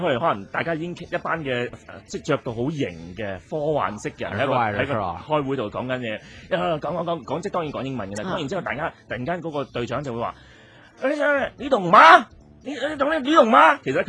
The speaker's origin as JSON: {"language": "Cantonese", "country": "China", "said": "你又會有作為中國人又會覺得少少心噏嘅"}